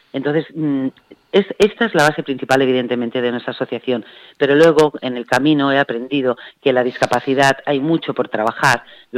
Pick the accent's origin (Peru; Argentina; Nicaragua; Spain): Spain; Terrassa, Catalonia; nosotros somos de Tarrasa, provincia de Barcelona